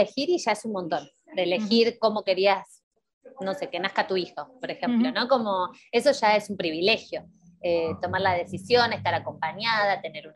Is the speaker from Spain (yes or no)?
no; Argentina; porque nosotras particularmente somos de Argentina